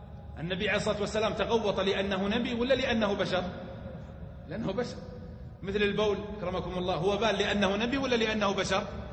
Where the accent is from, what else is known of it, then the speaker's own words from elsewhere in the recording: Hejaz, Saudi Arabia; ما غير معروف عندنا في الحجاز، صح ولا لا؟